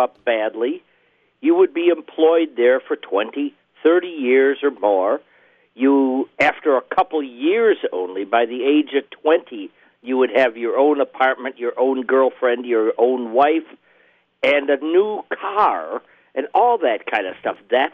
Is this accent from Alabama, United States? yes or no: no; Racine, Wisconsin, United States; growing up in Racine, a lot of people probably didn't even realize that around the country, Racine's situation was not particularly normal.